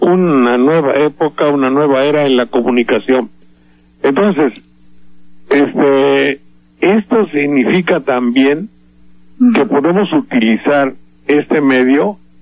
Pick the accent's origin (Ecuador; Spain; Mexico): Mexico; las gentes de mi pueblo, de por acá, de México en general